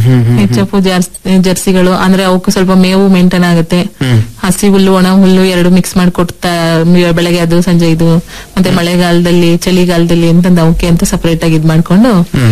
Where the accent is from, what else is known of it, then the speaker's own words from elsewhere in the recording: Barandur, Karnataka, India; ನಮ್ಮ ಬಾರಂದೂರಲ್ಲಿ 400 ಚಿಲ್ಲರೆ ಹಸುಗಳಿದಾವೆ ಸರ್.